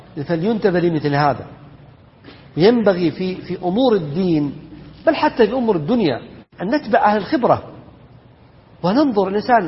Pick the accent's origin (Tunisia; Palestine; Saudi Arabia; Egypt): Saudi Arabia; Najd; والذي ما يشاور الناس عندنا في نجد يسمونه دعمة